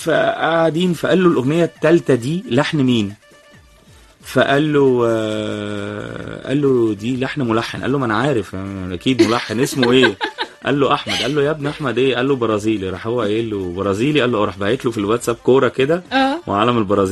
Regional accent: Alexandria, Alexandria Governorate, Egypt; now in Cairo, Egypt; والله يعني انا اصلا اسكندراني، وبقالي حوالي 12 او 13 سنة هنا قاعد مقيم في القاهرة طبعا

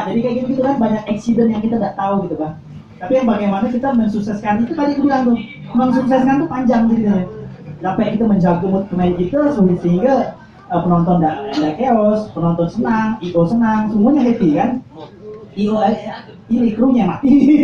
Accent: Pontianak, West Kalimantan, Indonesia; Apa di kami ini kan orang Pontianak gak malu dah.

